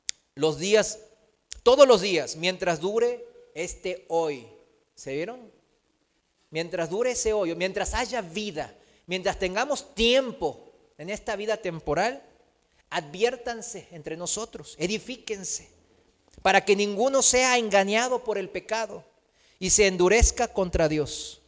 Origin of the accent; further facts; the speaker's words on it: South Korea; O sea, aquí yo soy, vengo de Corea